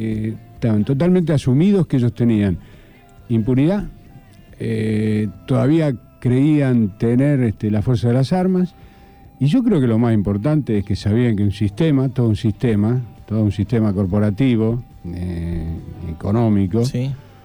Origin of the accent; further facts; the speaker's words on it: Santa Fe, Argentina; No, yo soy santafesino, pero de todas maneras estaba acá.